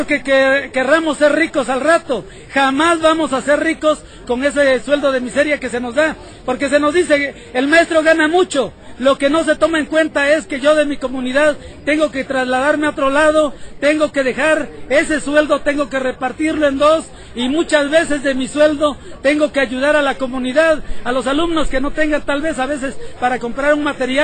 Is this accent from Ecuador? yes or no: no; Mexico; nosotros nos identificamos como mexicanos. Si nosotros nos sentimos mexicanos, vamos a luchar porque este país progrese